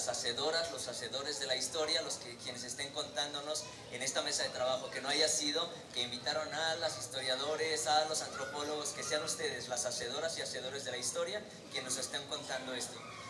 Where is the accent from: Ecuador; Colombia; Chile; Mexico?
Mexico; Colima; Yo vengo del estado de Colima